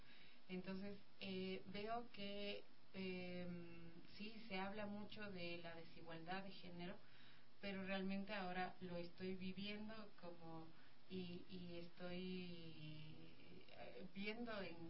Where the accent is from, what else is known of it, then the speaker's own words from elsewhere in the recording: Cotacachi, Imbabura, Ecuador; now in Quito, Ecuador; Los dos somos de Cotacachi y vinimos acá en busca de un camino. Bueno, yo siempre quise venir a vivir a Quito